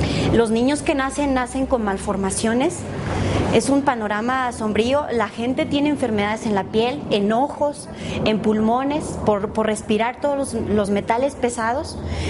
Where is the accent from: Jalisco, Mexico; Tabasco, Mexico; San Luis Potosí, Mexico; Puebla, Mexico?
Puebla, Mexico; vengo de México, específicamente del estado de Puebla.